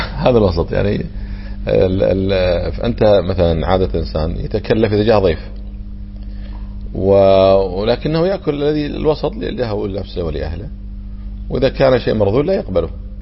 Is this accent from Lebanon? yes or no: no; Kuwait; هم يكونه عندنا في الكويت تقريبا 10 دنانير